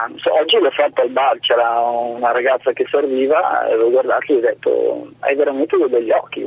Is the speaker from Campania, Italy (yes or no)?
no; Bellinzago, Piedmont, Italy; Ah, di Romentino, io di Bellinzago.